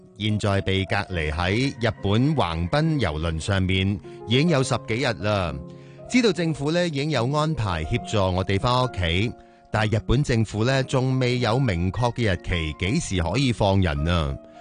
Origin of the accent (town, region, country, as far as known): Hong Kong